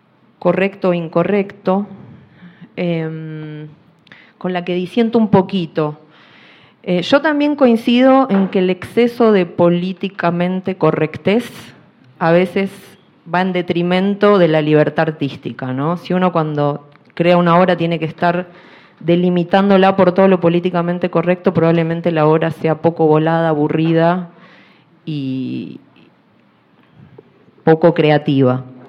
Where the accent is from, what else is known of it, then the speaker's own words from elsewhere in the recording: Argentina; vengo de Argentina.